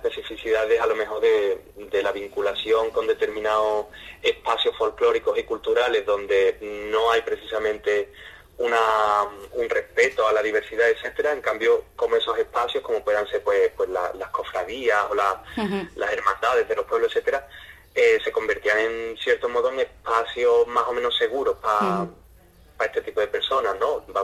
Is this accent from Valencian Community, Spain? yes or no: no; Andalusia, Spain; Yo como maricón andaluz